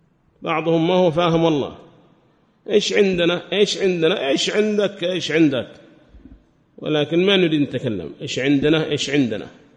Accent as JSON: {"language": "Arabic", "country": "Yemen", "said": "هذه مقولة لهم قالوها في بلادنا اليمن"}